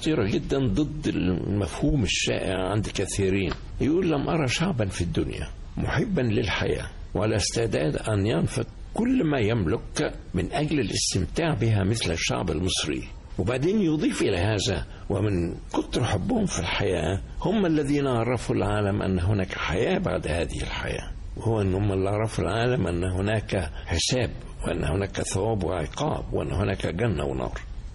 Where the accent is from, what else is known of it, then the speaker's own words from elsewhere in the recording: Egypt; تستغرب إذا قلت إحنا كمصريين بنهتف لها أيضا